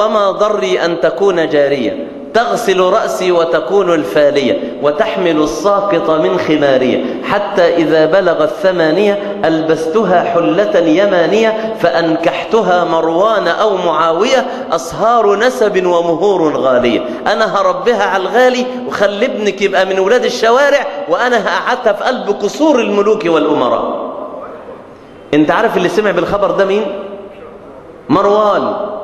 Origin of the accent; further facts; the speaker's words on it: Mansoura, Dakahlia, Egypt; بلغة الفلاحين عندنا في المنصورة